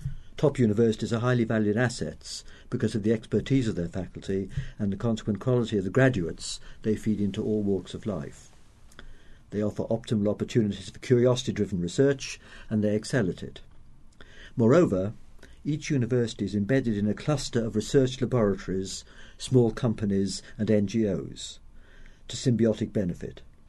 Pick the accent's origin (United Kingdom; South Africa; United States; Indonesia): United Kingdom; But, as a Brit, I hope that the 21st century will be influenced by the creative ideas that germinate in these small islands.